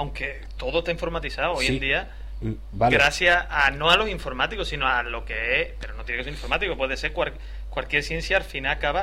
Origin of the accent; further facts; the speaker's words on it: Andalusia, Spain; yo soy andaluz, con lo cual estoy diciendo una verdad